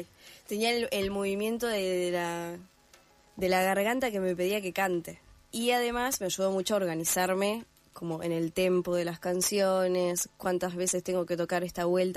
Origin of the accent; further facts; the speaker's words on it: Gualeguaychú, Entre Ríos, Argentina; yo soy de Entre Ríos, de Gualeguaychú, y no hay profesores de violín acá.